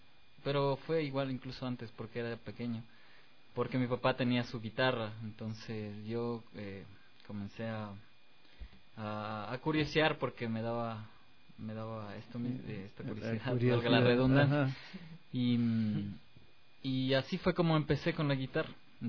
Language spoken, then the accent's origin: Spanish; Quito, Pichincha, Ecuador; born there; Yo nací en Quito, en Santa Prisca.